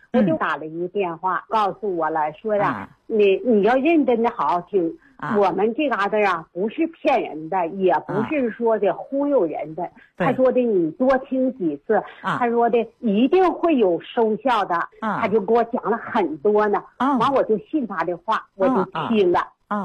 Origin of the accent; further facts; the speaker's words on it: Suihua, Heilongjiang, China; 我是绥化的。